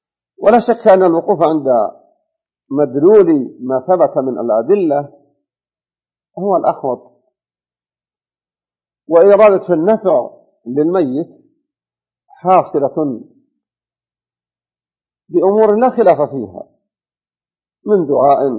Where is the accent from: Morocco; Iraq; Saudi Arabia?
Saudi Arabia; Najd; فإنه عندنا في نجد يختار له ليلة الجمعة من رمضان